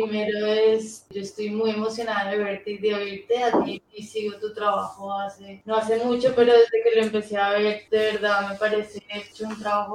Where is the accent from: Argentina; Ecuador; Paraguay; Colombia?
Colombia; now in Bilbao, Spain; Yo llevo poco en Bilbao, soy colombiana.